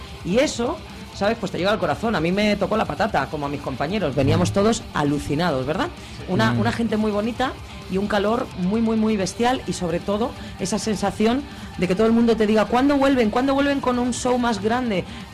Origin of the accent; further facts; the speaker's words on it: Madrid, Community of Madrid, Spain; Madrid, que es nuestra casa, por lo menos la mía, que yo soy majorera adoptiva nada más, pero madrileña.